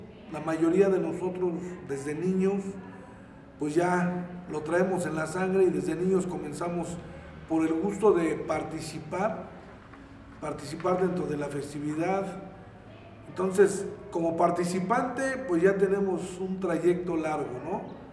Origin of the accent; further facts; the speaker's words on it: Mexico; Entonces, como mexicano, pues es un orgullo, ¿no? Un orgullo el ser mexicano